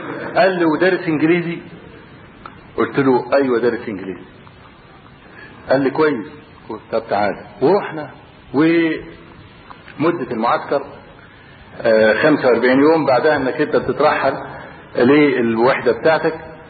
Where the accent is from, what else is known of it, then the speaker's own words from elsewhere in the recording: Egypt; وبعدين قال من مصر؟ اللي رفع قبل كده ما رفعش ايده، فرفعت ايده